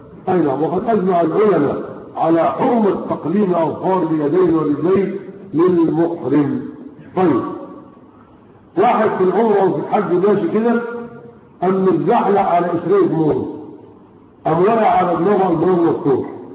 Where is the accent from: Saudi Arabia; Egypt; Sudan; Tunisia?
Egypt; ومن الاخطاء اللغوية عندنا في مصر يقول لك ايه؟